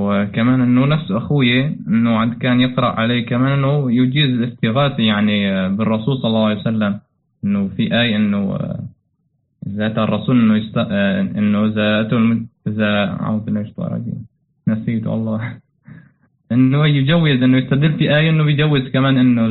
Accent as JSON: {"language": "Arabic", "country": "Syria", "said": "نحن من سوريا، يعني من الشمال المحرر."}